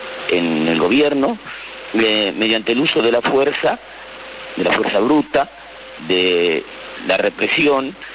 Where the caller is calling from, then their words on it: Buenos Aires, Argentina; de la Paternal.